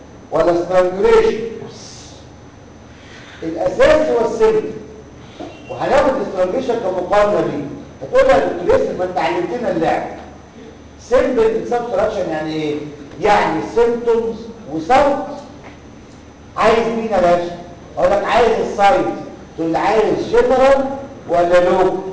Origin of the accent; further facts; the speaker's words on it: Egypt; ساعة ماتش الجزائر عمل لي عقدة نفسية أنا مصريين إيه؟